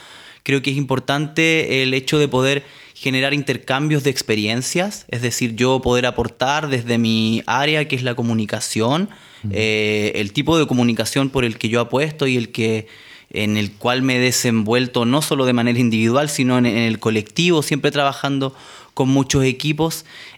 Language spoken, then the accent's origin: Spanish; Araucanía, Chile; soy comunicador, periodista, provengo de Chile, del sur del territorio, particularmente lo que hoy es denominada la región de la Araucanía, pero bajo la mirada del pueblo nación mapuche es el territorio mapuche